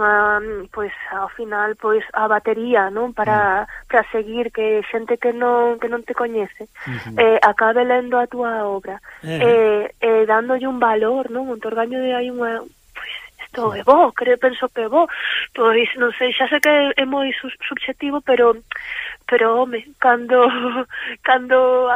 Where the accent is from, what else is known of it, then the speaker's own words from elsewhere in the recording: Ferrol, Galicia, Spain; eu son de Ferrol, bueno, teño familia Miratuxo e Lalín tamén